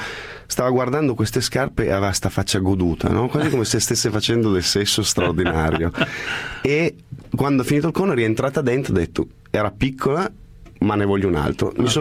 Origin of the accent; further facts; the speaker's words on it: Turin, Piedmont, Italy; E poi sono vecchio come il cucù, si dice dalle mie parti a Torino.